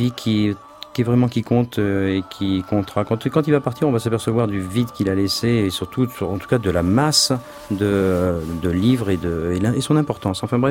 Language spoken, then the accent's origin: French; Paris, Île-de-France, France; born there; Je suis né à Paris et je me sens bien à Paris.